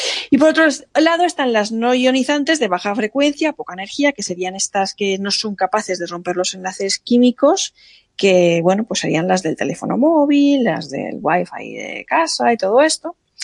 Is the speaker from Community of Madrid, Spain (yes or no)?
no; Alicante, Valencian Community, Spain; Menos mal que llevaba unas chanclas como buena alicantina